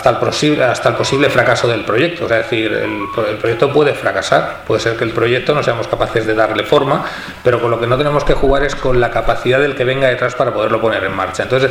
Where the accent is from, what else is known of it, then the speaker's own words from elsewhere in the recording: El Prat de Llobregat, Catalonia, Spain; en mi pueblo, en el Prat de Llobregat